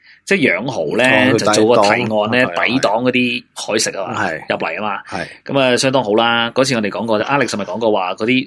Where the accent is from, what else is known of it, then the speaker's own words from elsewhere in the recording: China; 咁啊，成个中南半岛啦，我哋中国人就叫中南半岛嘅